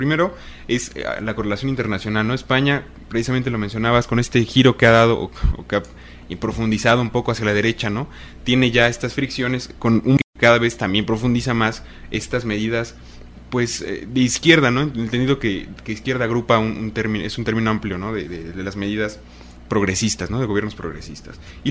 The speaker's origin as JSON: {"language": "Spanish", "country": "Mexico", "said": "Y nosotros como mexicanos lo referimos mucho"}